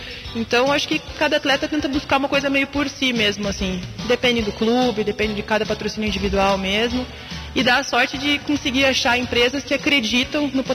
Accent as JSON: {"language": "Portuguese", "town": "Curitiba", "region": "Paraná", "country": "Brazil", "tie": "born or raised there", "lives_now": "Santos, Brazil", "said": "Eu sou curitibana e a minha vida inteira morei em Curitiba, já competi por vários clubes do Rio de Janeiro e tudo mais, e acabei fechando com o Unisanta e com essa parceria nova com o meu técnico, eu me mudei para Santos."}